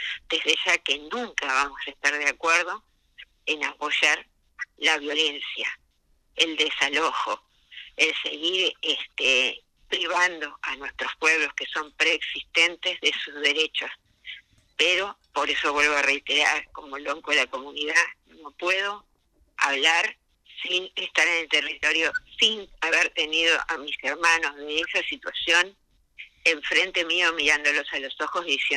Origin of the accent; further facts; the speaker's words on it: Patagonia, Argentina; Si bien yo soy sureña, yo soy patagónica, pero no estoy viviendo allá.